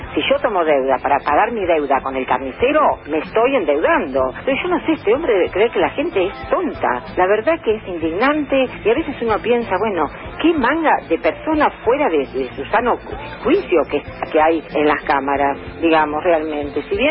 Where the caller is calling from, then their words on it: Buenos Aires, Argentina; de Villa Pueyrredón.